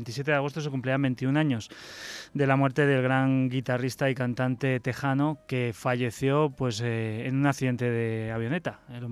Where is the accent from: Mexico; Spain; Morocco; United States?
Spain; pues porque somos españoles